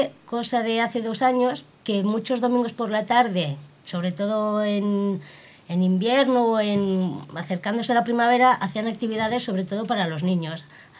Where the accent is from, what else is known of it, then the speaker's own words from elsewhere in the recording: Madrid, Community of Madrid, Spain; yo soy de la calle Escalonilla, aquí al lado.